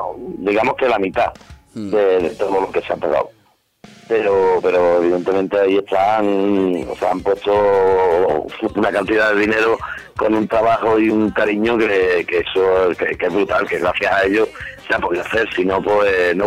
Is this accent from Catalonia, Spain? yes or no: no; Andalusia, Spain; No, yo le digo crowdfunding, pero vamos, yo soy andaluz y así lo digo yo.